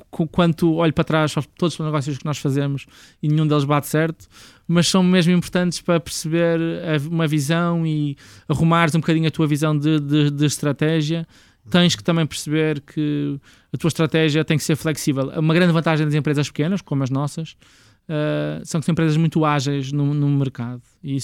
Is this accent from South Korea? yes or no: no; Portugal; sem nos conhecerem de lado nenhum, só porque somos portugueses.